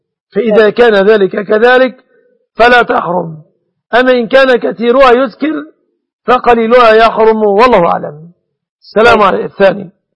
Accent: Egypt; بلادنا مصر

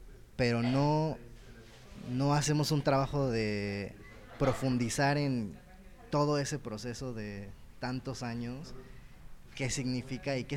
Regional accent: Mexico; en México pues tenemos esta identidad de soy mexicano y ya, ¿no?

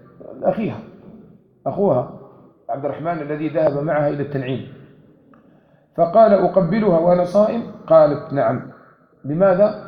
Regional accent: Algeria; كما كان معروف عندنا في الجزائر قديما

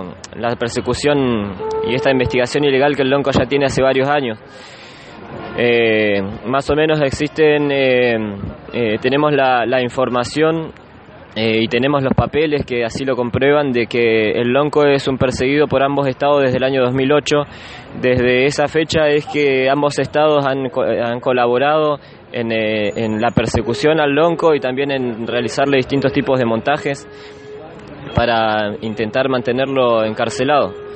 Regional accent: Puelmapu, Argentina; vengo del territorio de Puelmapu.

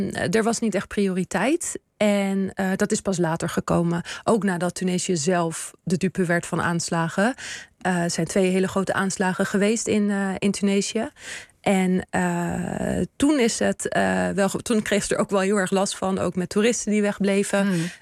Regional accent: Netherlands; ik heb natuurlijk Tunesische roots, maar ik ben hier opgegroeid in Nederland.

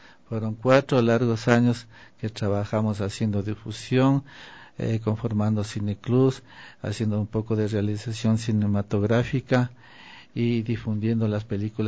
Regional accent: Bolívar, Carchi, Ecuador; born there; Sí, yo nací en Bolívar, provincia del Carchi

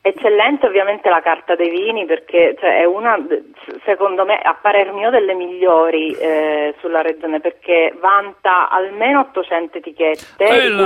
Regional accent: Sicily, Italy; le novità della mia terra partono innanzitutto dalle isole, e dalle Eolie in particolare

